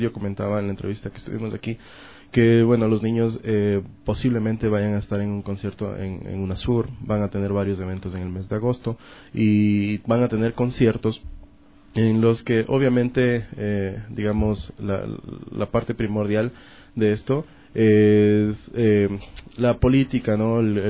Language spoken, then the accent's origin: Spanish; Ecuador; Yo soy ecuatoriano